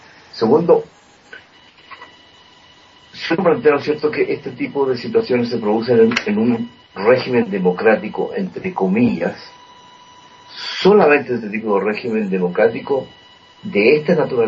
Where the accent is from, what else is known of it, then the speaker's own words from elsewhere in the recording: Chile; nosotros como chilenos vivimos esa experiencia muy dura, muy fuerte